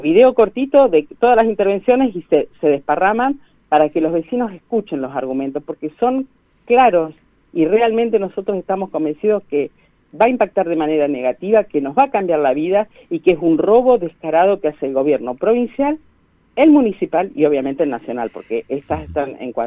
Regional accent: Neuquén, Argentina; now in Las Grutas, Argentina; Yo soy neuquina, soy nacida en Neuquén Capital, por adopción rionegrina grutense, digamos.

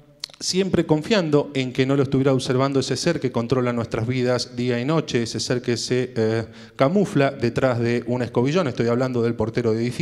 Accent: Córdoba, Argentina; cuando les decís soy de Córdoba, te dicen trae alfajores

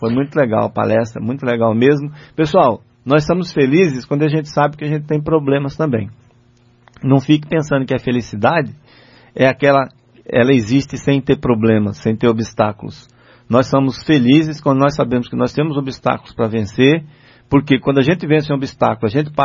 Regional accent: Patamuté, Bahia, Brazil; quando eu falo que eu sou de Patamuté, fica todo mundo dando risada

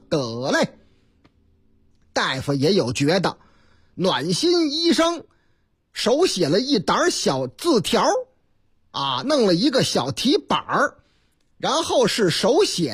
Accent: Chongqing, China; 在我老家重庆，咱村重庆，说是这个重庆璧山那个地方啊

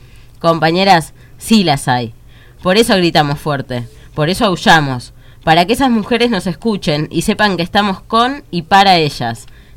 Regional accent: 25 de Mayo, Buenos Aires Province, Argentina; en mi pueblo natal, que es 25 de mayo, estoy muy contenta por eso, porque 25 siempre fue un pueblo muy conservador y muy cuadrado, en cierto sentido.

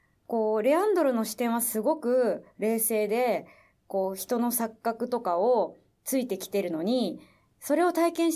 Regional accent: United States; 実は僕はアメリカ育ちなのですが

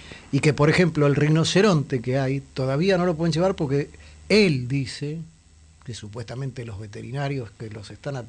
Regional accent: Buenos Aires, Argentina; obviamente, para quienes somos de la Ciudad de Buenos Aires

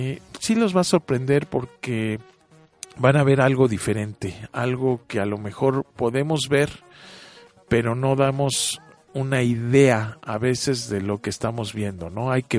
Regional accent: Mexico; y si somos mexicanos, pues habiendo tantos arquitectos reconocidos internacionalmente

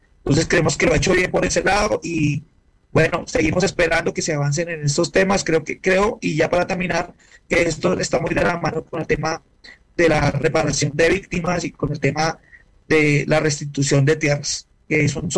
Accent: Colombia; Nosotros no podemos permitir como colombianos que nuestro escenario habitual de resistencia, que son las calles

